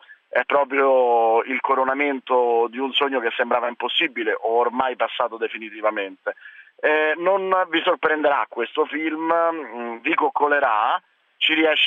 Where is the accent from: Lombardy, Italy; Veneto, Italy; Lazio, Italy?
Lazio, Italy; Rome; Da romano io ho potuto scoprire